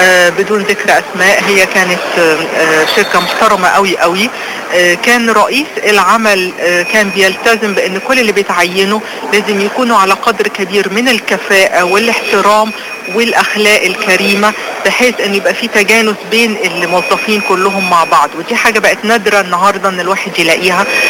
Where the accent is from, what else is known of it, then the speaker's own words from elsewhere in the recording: Alexandria, Alexandria Governorate, Egypt; بلدي اللي بحبها جدا وعن مدينتي اللي بعشقها، مدينة الاسكندرية